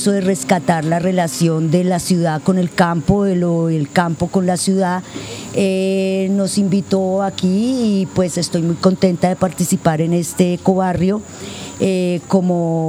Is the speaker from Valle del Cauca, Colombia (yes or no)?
yes; Cali, Valle del Cauca, Colombia; Yo soy una persona que soy caleña. Hace 15 años me fui por una situación puntual a vivir 6 meses al campo y ya llevo 15 años viviendo en el campo, en Pueblo Pance.